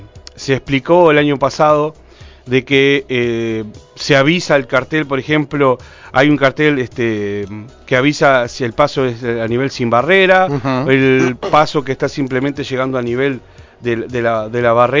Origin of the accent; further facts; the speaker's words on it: Durazno, Uruguay; Somos todos de Durazno.